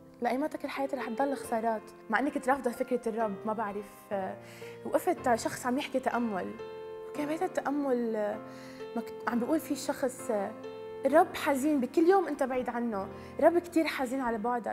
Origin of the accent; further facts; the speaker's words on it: Lebanon; أنا من لبنان، عمري 23 سنة.